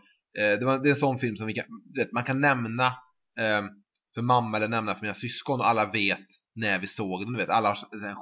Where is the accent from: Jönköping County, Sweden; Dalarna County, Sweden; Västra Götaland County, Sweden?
Västra Götaland County, Sweden; Trollhättan; Sen var jag hemma i Trollhättan igen